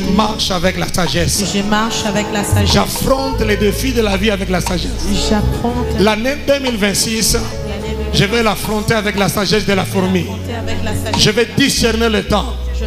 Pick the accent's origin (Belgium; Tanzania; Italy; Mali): Tanzania; Chez nous, en Tanzanie, on célèbre.